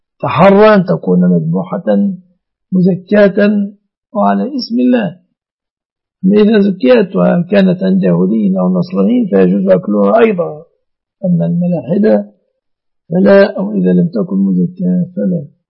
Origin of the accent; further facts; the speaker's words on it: Egypt; الوضع عندنا في مصر